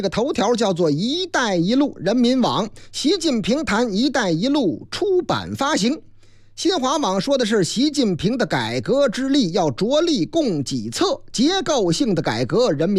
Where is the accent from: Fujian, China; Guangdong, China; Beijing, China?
Beijing, China; 投诉最多的行政区是我老家哪个区？朝阳啊。